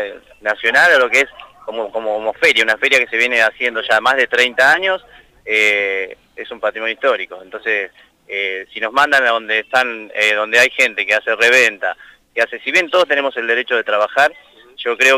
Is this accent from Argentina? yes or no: yes; Gualeguaychú, Entre Ríos, Argentina; vengo de la ciudad de Gualeguaychú, Entre Ríos.